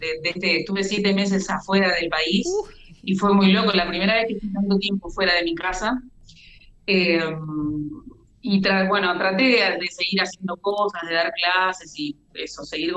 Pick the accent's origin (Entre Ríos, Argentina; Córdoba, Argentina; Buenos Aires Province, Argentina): Entre Ríos, Argentina; Paraná; also born or lived in Santa Fe / Buenos Aires; Soy un poco de Buenos Aires también, tengo a mis amigos y a mi familia ahí. Digo amigos a la familia musical, ¿no? Y bueno, pero soy paranaense y ahora, un poquito antes de la pandemia, me volví a Paraná